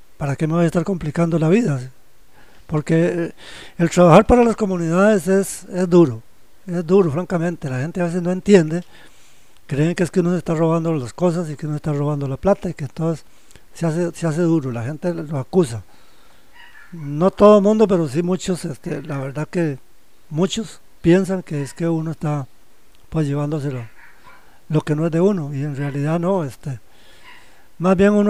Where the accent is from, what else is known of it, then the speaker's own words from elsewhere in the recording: Heredia, Costa Rica; now in Valle de la Estrella, Costa Rica; Yo me vine para La Guaria, para el Valle de la Estrella. Yo soy de Heredia. En mi niñez, prácticamente en mi niñez, vivimos en una casa que no había agua.